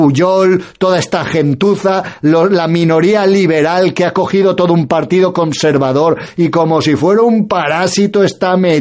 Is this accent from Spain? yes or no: yes; Spain; aquellos españoles que empezamos a tener conciencia clara de que somos españoles y de que España hay que defenderla